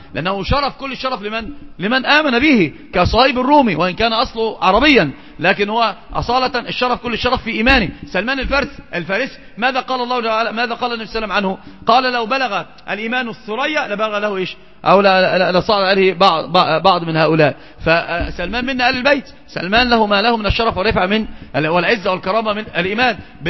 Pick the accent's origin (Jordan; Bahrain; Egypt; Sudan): Egypt; نحن عندنا في مصر في مثل مشهور جدا